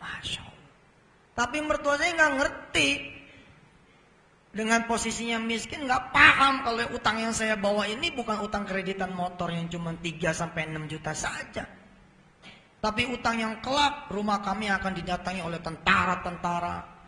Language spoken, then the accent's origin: Indonesian; Jakarta, Indonesia; Sehingga kita-kita orang Jakarta mengenal orang Ambon seperti orang yang kasar.